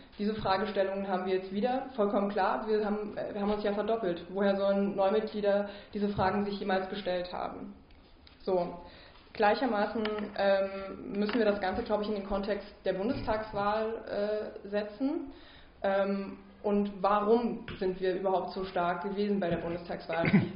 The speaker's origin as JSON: {"language": "German", "region": "Saxony", "country": "Germany", "said": "ich komme aus Sachsen und bin sozusagen sehr stark innerparteilich ostdeutsch sozialisiert."}